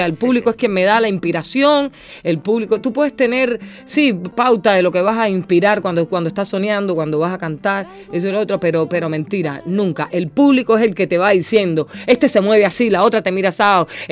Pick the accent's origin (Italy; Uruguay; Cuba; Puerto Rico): Cuba; Es lo que nos define como cubanos.